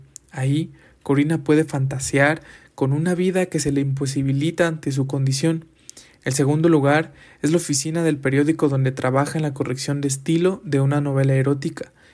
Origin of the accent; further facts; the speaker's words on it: Mexico; realidades que como mexicanas y mexicanos vivimos y nos traspasan de diferentes formas en nuestro día a día